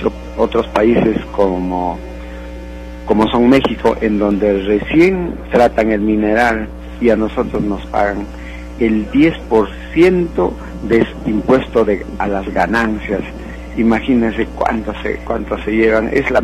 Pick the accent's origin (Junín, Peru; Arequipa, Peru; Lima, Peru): Junín, Peru; Huancayo; vengo de Perú, Junín, de la provincia de Huancayo.